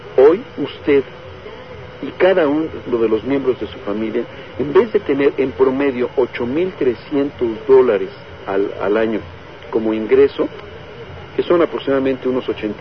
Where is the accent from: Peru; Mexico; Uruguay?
Mexico; perdimos como mexicanos la tercera parte de nuestra generación de riqueza.